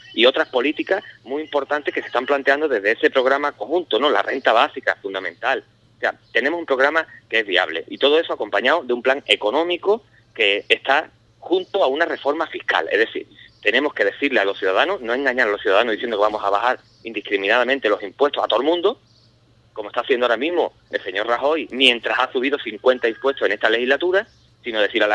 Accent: Medina Sidonia, Andalusia, Spain; El campo de la sierra, de la campiña, yo soy de Medina Sidonia, el campo de Jerez

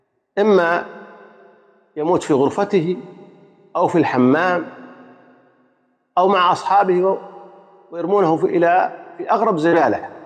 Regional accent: Saudi Arabia; وأن يحفظ بلادنا المملكة العربية السعودية بلاد الحرمين الشريفين

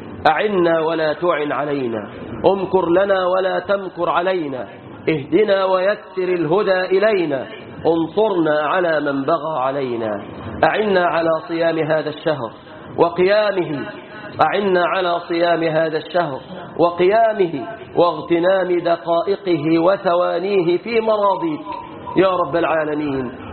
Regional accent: Egypt; واحفظ بلادنا مصر من كل فتنة وسوء وكرب وهم يا رب العالمين

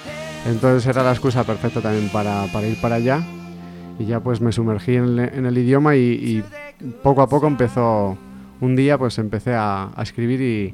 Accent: Mandayona, Castilla-La Mancha, Spain; mi pueblo es Mandayona. Mandayona es un pueblecito de Guadalajara, al ladito de Sigüenza, y el río dulce pasa por allí. Y entonces yo siempre he estado muy arraigado a mi pueblo

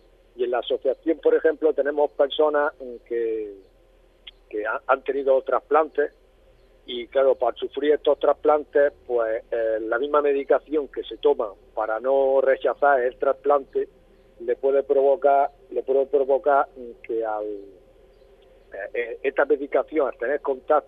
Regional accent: Almería, Andalusia, Spain; los que somos de Almería y conocemos Almería, sabemos que es muy seca.

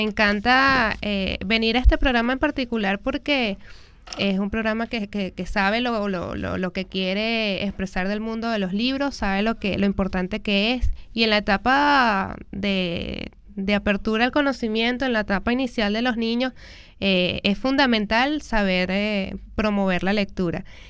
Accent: Venezuela; Como somos venezolanos, somos vida, somos colores, somos trópicos.

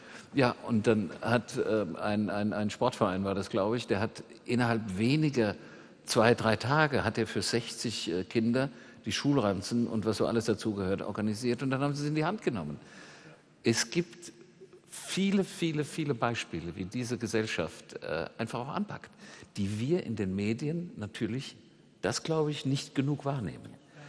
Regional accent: Limburg an der Lahn, Hesse, Germany; Ich komme aus Limburg an der Lahn und telefoniere mit meiner Familie, meiner Schwester und Freunden und so und war erst noch mal da. Das ist eine Kleinstadt, die ist sehr intakt.

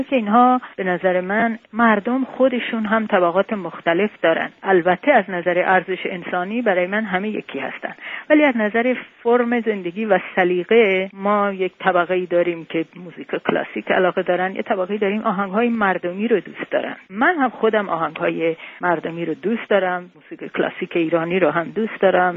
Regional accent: Tehran, Tehran Province, Iran; born there; moved away as an adult; من در تهران متولد شدم.

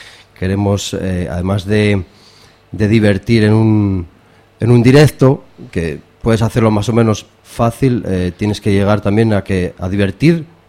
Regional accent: Mieres, Asturias, Spain; Sí, somos básicamente de Mieres y Pola

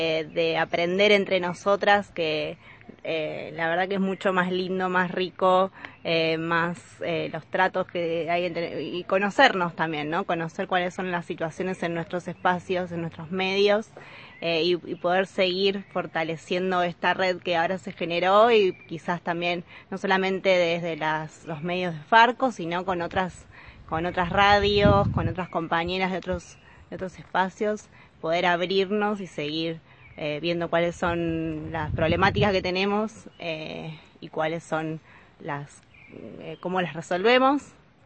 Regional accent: La Plata, Buenos Aires Province, Argentina; soy de La Plata, de Radio Estación

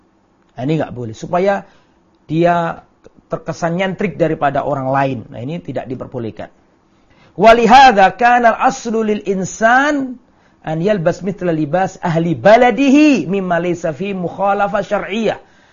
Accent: Lamongan, East Java, Indonesia; saya kembali ke kampung, ke desa saya Lamongan misalnya

